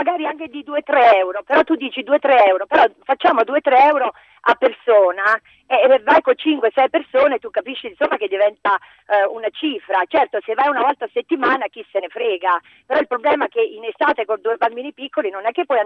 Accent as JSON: {"language": "Italian", "town": "Potenza", "region": "Basilicata", "country": "Italy", "tie": "born or raised there", "said": "praticamente io sono nata a Potenza, quindi in mezzo alle colline"}